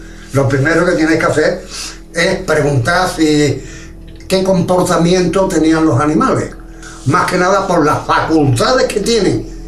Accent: Algeciras, Andalusia, Spain; un señor alcalde de mi pueblo pensó de que los OVNI aquí no interesaban a la juventud de Algeciras.

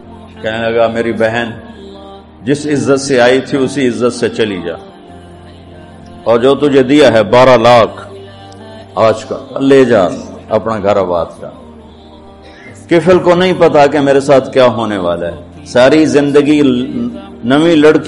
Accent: Tulamba, Punjab, Pakistan; اور میرا home town ہے تلمبا, اس سے 3 کلومیٹر دور میرا گاؤں ہے.

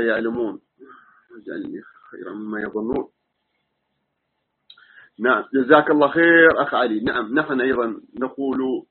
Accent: United Arab Emirates; ونحن من أهل الإمارات

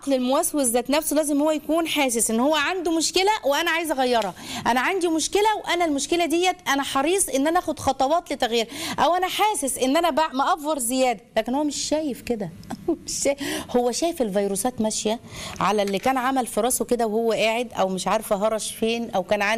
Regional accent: Egypt; عندنا احنا كعرب او كمصريين

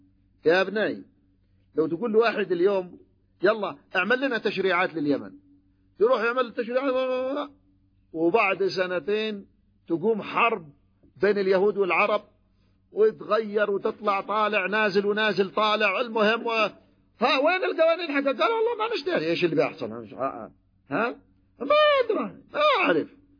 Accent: Yemen; تذكرون المعركة عندنا في اليمن هنا لما كانت المعركة الدستورية

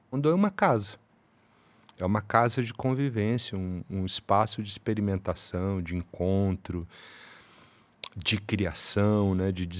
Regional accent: Faxinal, Paraná, Brazil; Quando era criança, em Faxinal, uma cidade do interior do Paraná, eu brinquei por duas vezes em hospitais abandonados

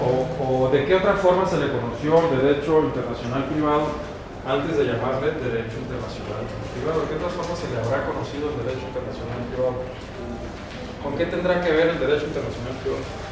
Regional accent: Mexicali, Baja California, Mexico; de allá de Mexicali, ¿no? De donde yo soy también oriundo.

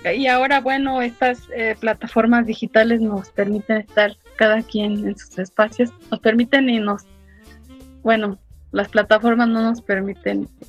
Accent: Los Angeles, California, United States; also born or lived in Guadalajara, Mexico; nací en Guadalajara, crecí en Los Ángeles, California, y he estado entre Los Ángeles y la Ciudad de México ya por mucho tiempo.

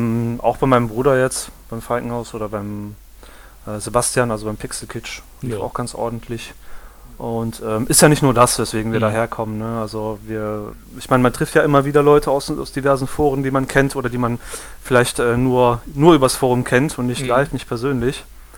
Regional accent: Düsseldorf, North Rhine-Westphalia, Germany; Wir kommen ja alle aus Düsseldorf

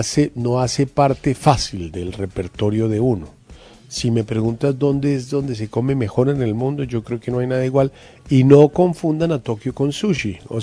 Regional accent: Barquisimeto, Lara, Venezuela; moved away; Cuando era niño vivía en Venezuela, era una maravilla de país

